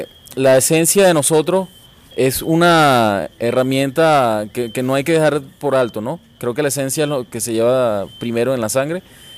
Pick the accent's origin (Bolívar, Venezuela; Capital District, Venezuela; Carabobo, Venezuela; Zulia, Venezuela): Bolívar, Venezuela; Puerto Ordaz; yo soy de Puerto Ordaz, comienzo a los 12 años con el 4, ¿no? Empiezo a ejecutarlo desde Puerto Ordaz